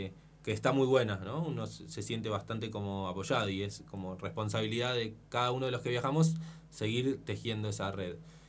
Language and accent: Spanish; Buenos Aires, Argentina; Y la verdad es que yo soy de Buenos Aires, y en Buenos Aires hay bastante actividad en relación al teatro de títeres.